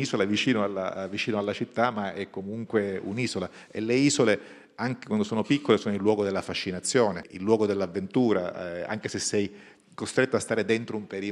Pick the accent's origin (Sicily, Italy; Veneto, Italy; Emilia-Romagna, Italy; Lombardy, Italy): Sicily, Italy; Syracuse; noi abbiamo due tipi di siciliani, i siciliani di mare e quelli dell'interno. Sono un siciliano che è vissuto sul mare, la mia città è Siracusa, è una città che sta sul mare